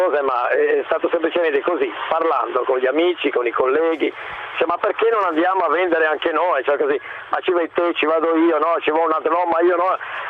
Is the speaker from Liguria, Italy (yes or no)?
yes; Liguria, Italy; ma io che vendo sono di Borcio, perché sei comunque sempre un piccolo paese, ma è della Liguria.